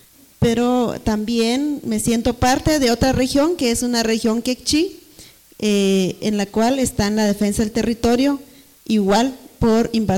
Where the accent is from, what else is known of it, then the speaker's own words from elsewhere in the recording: Quiché, Guatemala; Soy originaria de Quiché, que es la parte norte de Guatemala.